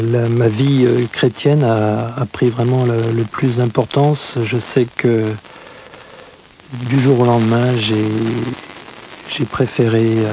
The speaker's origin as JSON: {"language": "French", "country": "France", "tie": "born or raised there", "said": "J'ai grandi en France jusqu'à l'âge de 28 ans, j'ai vécu ici. J'étais élevé dans un milieu catholique non pratiquant"}